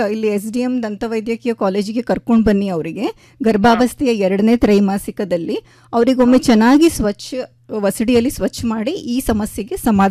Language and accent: Kannada; Udupi, Karnataka, India; now in Dharwad, India; ನಾನು ಉಡುಪಿಯೋಳು ಸರ್, ನಾನು ಧಾರವಾಡಲ್ಲಿ ಇರೋದು.